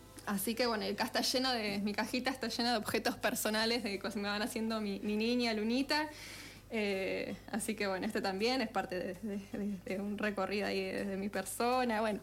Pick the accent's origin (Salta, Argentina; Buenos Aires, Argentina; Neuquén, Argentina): Buenos Aires, Argentina; yo no soy porteña, pero crecí en Buenos Aires, entonces no conocía ni la música, ni la cultura, ni nada.